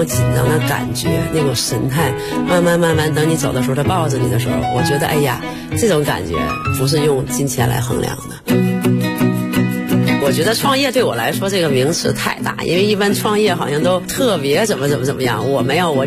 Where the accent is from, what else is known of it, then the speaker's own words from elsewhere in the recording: Fushun, Liaoning, China; born there; 我是出生在辽宁抚顺市，7岁打球，15岁进国家队。